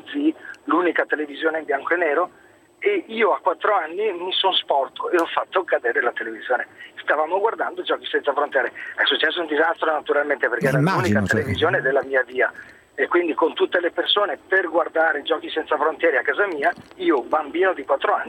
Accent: Silea, Veneto, Italy; Ma io intanto ho 41 anni, sono della provincia di Treviso, sono di Silea.

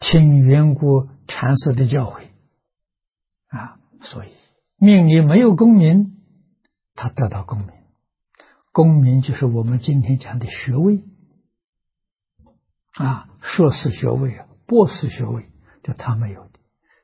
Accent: China; 我们中国人讲期，三个期，三期21年，一点都不假了。

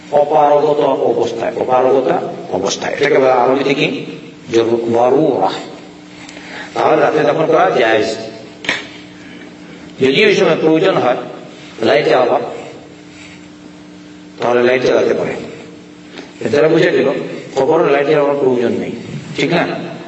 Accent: Sylhet Division, Bangladesh; কোনদিন আমি দুই মনে দেখলাম না গরম, আমি তো সিলেটের মানুষ দেখলাম না গরম।

